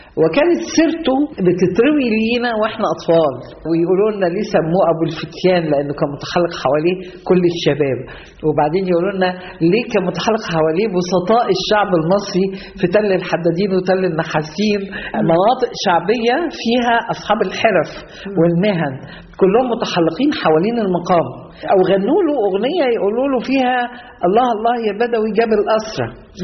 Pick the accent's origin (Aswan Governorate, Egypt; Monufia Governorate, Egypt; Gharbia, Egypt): Gharbia, Egypt; Tanta; أنا بعتز جدا جدا بإني ابنة هذه المحافظة، محافظة الغربية، وإني أنا اتولدت في طنطا وتربيت في طنطا